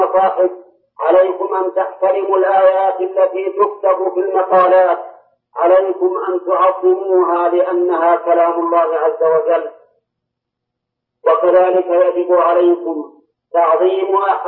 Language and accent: Arabic; Saudi Arabia; وإن كل صحيفة عندنا في السعودية كل صحيفة تبتدئ بسم الله الرحمن الرحيم